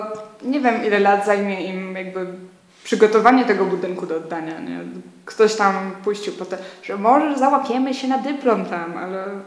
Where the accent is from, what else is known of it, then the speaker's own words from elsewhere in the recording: Kraków, Lesser Poland, Poland; also born or lived in Łódź; ja tu tylko wróciłam z Łodzi po pół roku i to jest całe moje doświadczenie z byciem poza Krakowem.